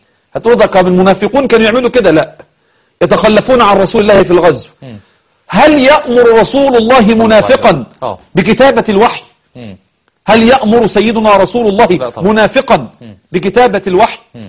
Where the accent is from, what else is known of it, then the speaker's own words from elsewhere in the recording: Egypt; هو إحنا كمصريين المصريون بفضل الله أصحاب طيبة،